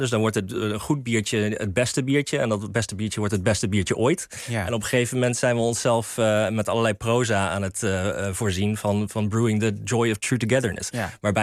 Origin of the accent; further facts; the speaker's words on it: United States; now in Netherlands; Ik ben opgegroeid in Amerika.